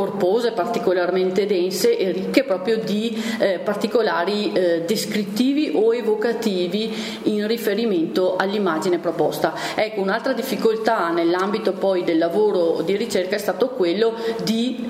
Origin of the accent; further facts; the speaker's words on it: Vicenza, Veneto, Italy; essendo vicentino, e quindi erano territori che conoscevo